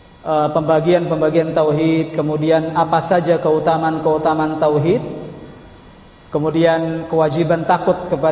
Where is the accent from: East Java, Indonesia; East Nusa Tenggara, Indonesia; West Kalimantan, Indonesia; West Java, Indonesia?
West Java, Indonesia; Cirebon; Belum lagi di kampung halaman saya, Cirebon misalnya.